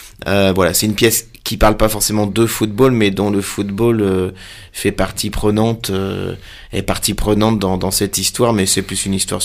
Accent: Sartrouville, Île-de-France, France; also born or lived in Maisons-Laffitte; J'ai grandi à Sartrouville, collège Darius Milhaud, lycée Evariste Galois, et puis après j'ai déménagé en Bretagne, mais cette région-là fait partie de mon enfance, de mon adolescence

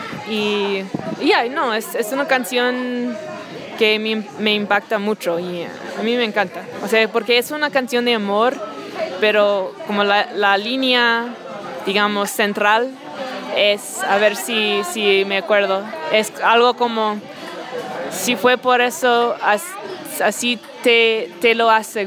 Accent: Houston, Texas, United States; Bueno, crecí en Texas y en las afueras de Houston.

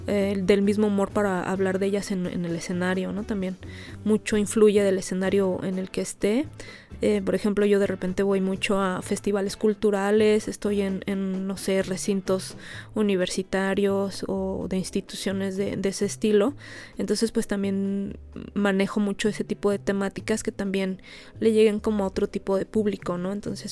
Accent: Ecatepec, State of Mexico, Mexico; yo vivo en la periferia, yo soy de Catepec

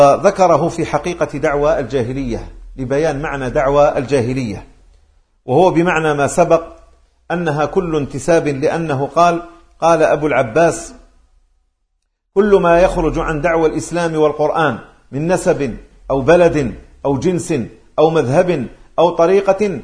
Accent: Algeria; أنا من الجزائر من باب التعريف بأنني أنتسب إلى أرض تسمى الجزائر، أو أقول للعاصمي عندما ألتقي به أقول له أنا من مغنية

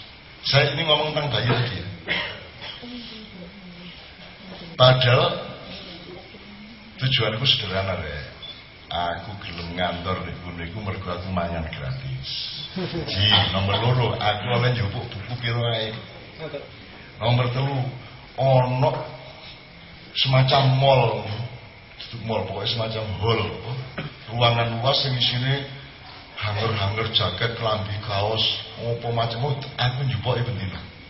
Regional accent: Jombang, East Java, Indonesia; aku sebagai wong Jawa, wong Islam, Jombang, Menturo, kan sing gumun karo omong-omongane malah tak tambahi.

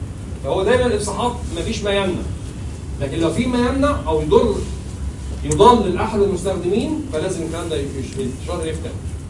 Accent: Egypt; طبعا الكلام ده عندنا في مصر كل شيء واجب

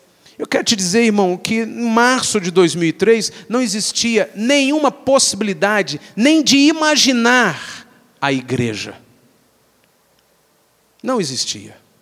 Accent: Minas Gerais, Brazil; a gente é bem mineirinho.

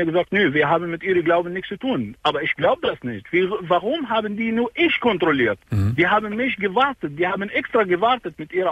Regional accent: Iraq; German is a second language; now in Germany; Ich bin Iraker.

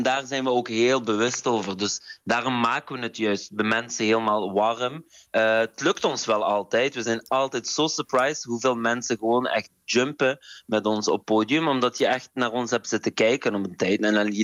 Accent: Morocco; Ik ben ook Marokkaan, dus ik heb ook heel veel Marokkaanse dans.

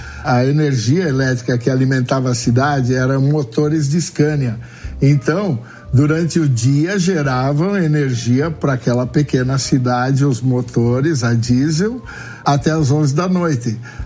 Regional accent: South Region, Brazil; como eu sou do Sul

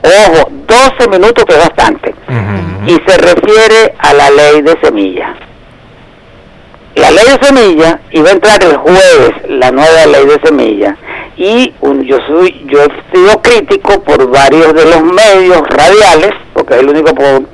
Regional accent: Venezuela; estamos en Venezuela, hermano

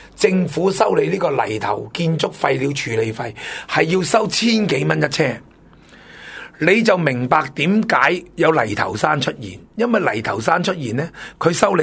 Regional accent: Hong Kong; 咁我哋香港人嘅身份摆边度？

